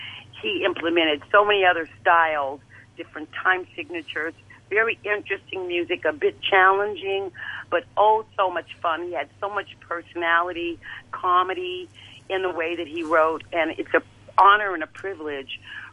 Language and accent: English; Memphis, Tennessee, United States; he's gone on to be with the Lord now. But I grew up in Memphis.